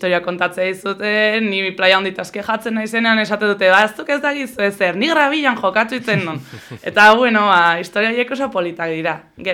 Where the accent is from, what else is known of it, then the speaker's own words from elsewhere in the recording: Hondarribia, Basque Country, Spain; ni Hondarribikoa naiz